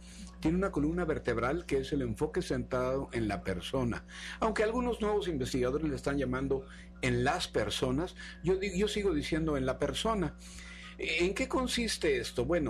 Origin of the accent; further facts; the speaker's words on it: Mexico; Somos 3 mexicanos que vamos a exponer nuestros trabajos de investigación